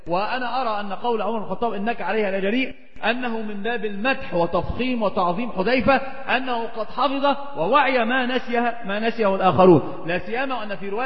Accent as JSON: {"language": "Arabic", "country": "Egypt", "said": "عندنا في مصر يقولون مثل عظيم جدا"}